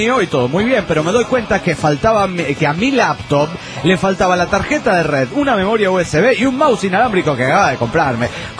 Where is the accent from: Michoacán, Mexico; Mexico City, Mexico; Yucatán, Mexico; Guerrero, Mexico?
Mexico City, Mexico; del DF mexicano!